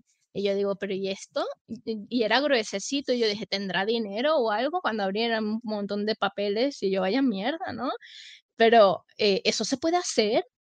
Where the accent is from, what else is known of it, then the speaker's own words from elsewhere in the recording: Venezuela; now in Spain; soy venezolana, pero soy española.